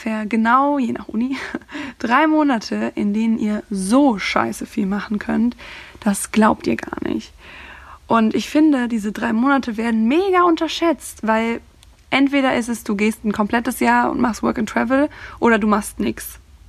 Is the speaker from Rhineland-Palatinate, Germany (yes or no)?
no; Cologne, North Rhine-Westphalia, Germany